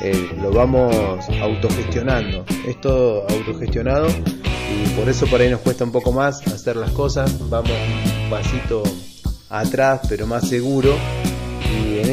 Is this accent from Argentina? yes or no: yes; Trelew, Chubut, Argentina; La banda es … somos de Trelew, Chubut.